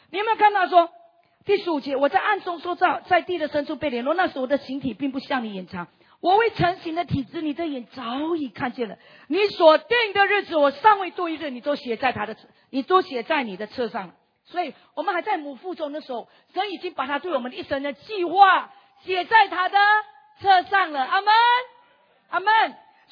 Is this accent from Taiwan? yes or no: no; East Malaysia, Malaysia; 我是马来西亚人，我是东马人